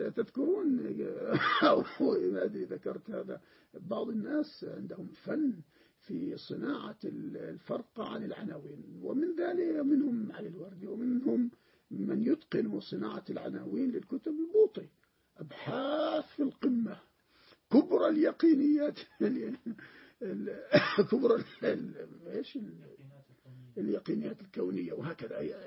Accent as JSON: {"language": "Arabic", "country": "Jordan", "said": "عندنا في الأردن هكذا"}